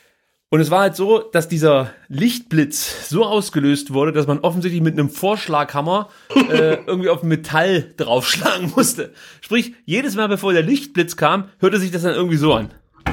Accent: East Germany, Germany; Ich komme aus der DDR, wir durften solche Filme nicht gucken.

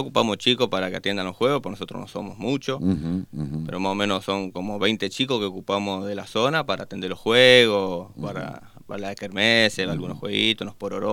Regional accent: Mendoza, Argentina; moved away as an adult; Y oriundo nosotros somos de Mendoza.

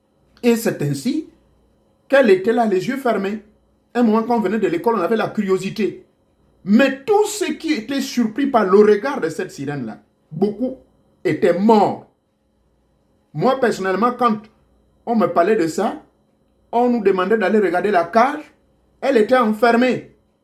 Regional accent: Gabon; Chez moi, au Gabon, c'est pareil.

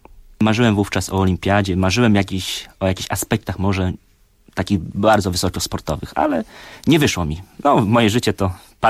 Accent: Kętrzyn, Warmian-Masurian Voivodeship, Poland; Urodziłem się w niewielkim mieście Kętrzyn na Mazurach, gdzie jak miałem 10 lat, chodziłem zawsze po szkole na stadion

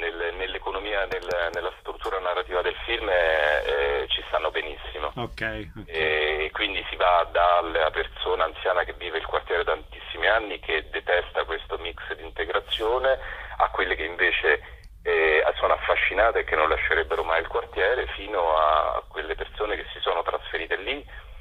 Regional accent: Rome, Lazio, Italy; Dico da romano

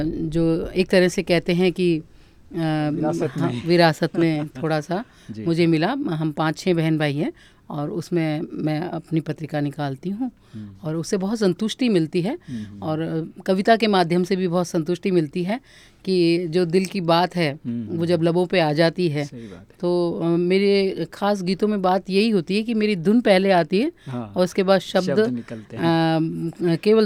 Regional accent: Udaipur, Rajasthan, India; जी, मैं उदयपुर से हूं

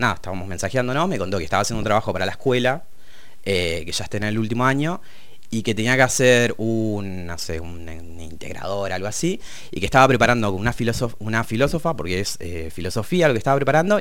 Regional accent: Punta Alta, Buenos Aires Province, Argentina; moved away as an adult; now in La Plata, Argentina; soy de Punta Alta, que queda como al sur de la provincia, muy lejos, una ciudad de militares. Vivo en La Plata hace un par de años, hace como 7 años ya, vine a estudiar cine acá.

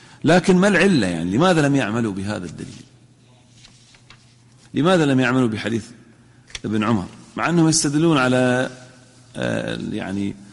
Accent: Al-Ahsa, Eastern Province, Saudi Arabia; وهذه موجودة عندنا في الأحساء

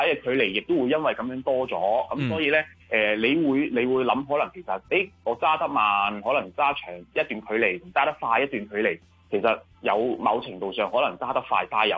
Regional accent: Hong Kong; 始終我哋香港人都係講快啦，咁所以好自然就會想追求速度啦。

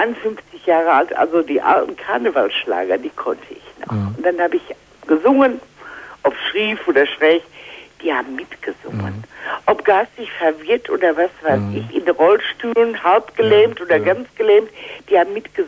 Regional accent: Hagen, North Rhine-Westphalia, Germany; Ich komme aus Hagen.

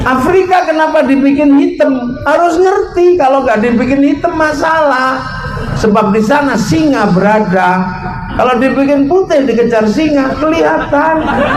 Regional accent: Sleman, Special Region of Yogyakarta, Indonesia; dari Sleman, kampung saya sana.

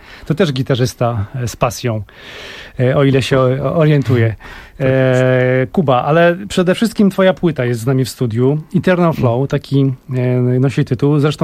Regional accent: Skierniewice, Łódź Voivodeship, Poland; Okazało się, że właściwie pochodzimy z tego samego miasta. Kończyliśmy to samo liceum, czyli pozdrawiamy Skierniewice i pozdrawiamy Liceum Ogólnokształcące imienia Bolesława Prusa.

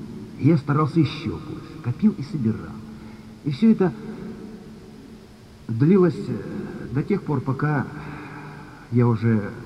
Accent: Tomsk, Tomsk Oblast, Russia; Я приветствую, друзья, всех. Я из Томска.

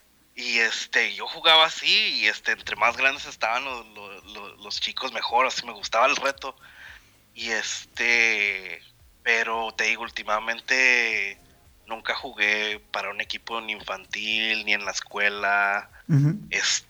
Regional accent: Ciudad Juárez, Chihuahua, Mexico; Mira, me tocó, como soy de Juárez

